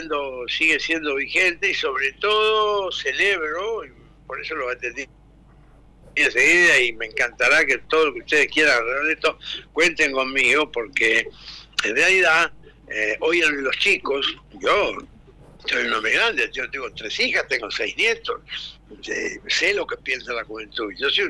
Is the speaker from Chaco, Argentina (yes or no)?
yes; Chaco, Argentina; yo soy chaqueño, yo nací en el Chaco y vivo en el Chaco.